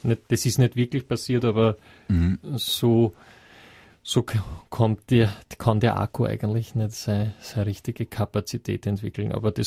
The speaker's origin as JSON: {"language": "German", "region": "Vienna", "country": "Austria", "said": "Also, ich als Wiener, als Österreicher, verstehe dort ja gar nichts."}